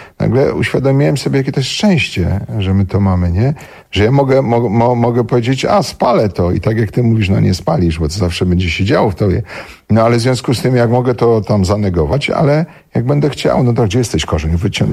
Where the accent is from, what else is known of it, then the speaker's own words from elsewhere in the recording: Silesian Voivodeship, Poland; Jak już po prostu się przykleimy do tej śląskości, to ją wyciskamy jak cytrynkę.